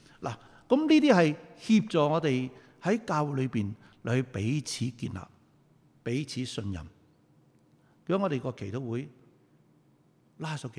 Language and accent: Cantonese; Guangdong, China; 我哋广东人话你系咁先啦